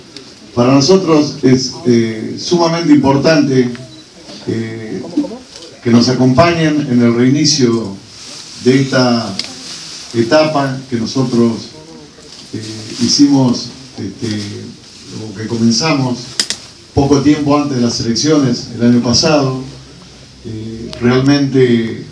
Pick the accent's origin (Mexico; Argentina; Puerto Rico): Argentina; porque soy un argentino preocupado que leo permanentemente todo lo que puedo y realmente creo que este país tiene mucho para cambiar